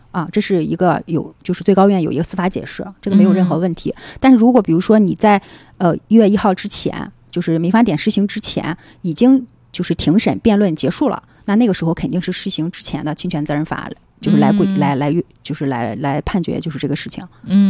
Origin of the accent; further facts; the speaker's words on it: China; 就我们中国人的这个传统上来说